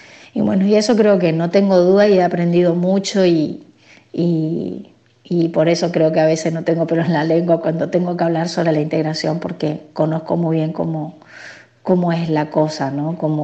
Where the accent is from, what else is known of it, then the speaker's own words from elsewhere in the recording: Paso de los Libres, Corrientes, Argentina; Soy correntina, libreña, nacida ahí en frontera con uruguayana, como decimos nosotros, y lo fronterizo, pero es uruguayana, Brasil. Por parte de mi papá, la mayoría son todos brasileños